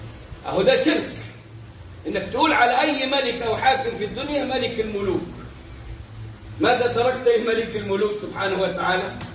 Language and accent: Arabic; Egypt; في بلاد العرب عندنا احنا كمصريين نعرفها موجوده كثيرا